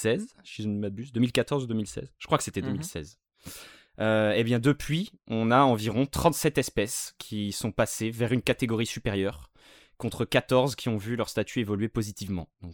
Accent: Pays de la Loire, France; je vais parler un peu de ma région, parce que je suis originaire de Vendée, des Pays de la Loire.

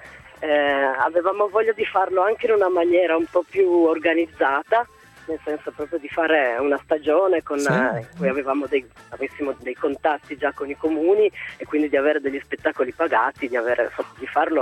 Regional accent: Bra, Piedmont, Italy; sto attraversando dei territori che sono vicinissimi a casa mia perché io sono di Bra.

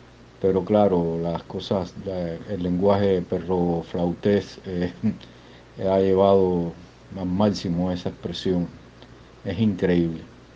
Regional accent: Cuba; Como cubano, en fin, no tengo mucho acceso a internet, y muy lenta, por cierto, también aquí

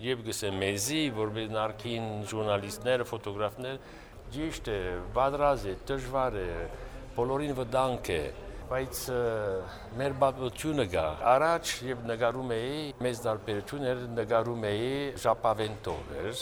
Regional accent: France; 92-ը եկել եմ որպես ֆրանսահայ։

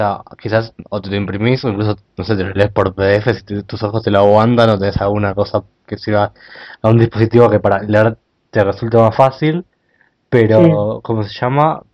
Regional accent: Buenos Aires, Argentina; yo también, yo soy de acá, soy de Capital también

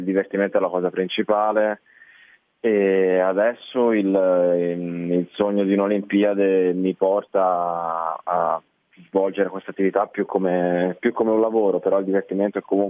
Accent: Livorno, Tuscany, Italy; sono molto più straniero in Bulgaria che in Italia, sono cresciuto a Livorno, ho frequentato tutte le scuole a Livorno, quindi sono italianissimo.

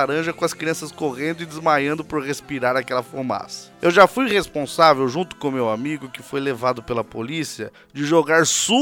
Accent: São Paulo, Brazil; tenho 34 anos, sou da cidade de São Paulo

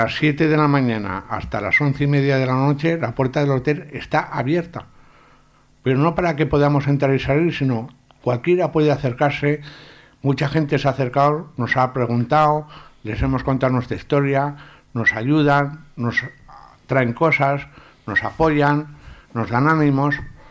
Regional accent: Sabiñánigo, Aragon, Spain; now in Zaragoza, Spain; yo soy de Sabiñánigo y por circunstancias pues un día decidí venirme a vivir a Zaragoza, siendo una ciudad más grande, más puertas abiertas, más oportunidades.

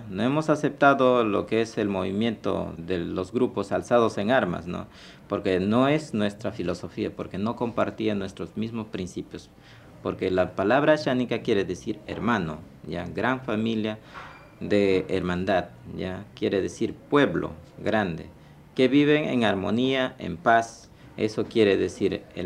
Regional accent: Peru; Porque yo también soy peruano.

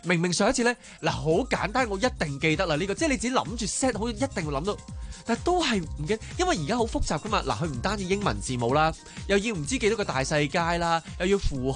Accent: Hong Kong; 作为香港人就会即刻会心微笑咯。

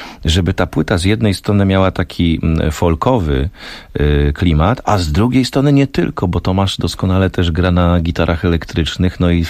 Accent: Olkusz, Lesser Poland, Poland; ja pochodzę z Olkusza

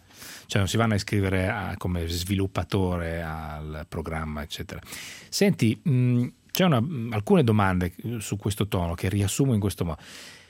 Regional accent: Emilia-Romagna, Italy; visto che poi io sono emiliano

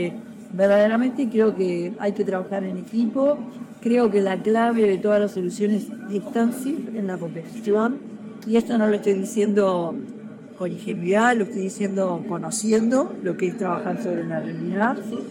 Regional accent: Uruguay; lo que es importante es lo que estamos aprendiendo como uruguayos en este momento

